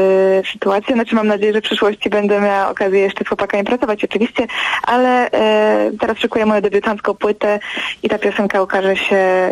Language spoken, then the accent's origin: Polish; Opole Voivodeship, Poland; Ja jestem spod Opola, uczę się w Opolu, więc prawie mój drugi dom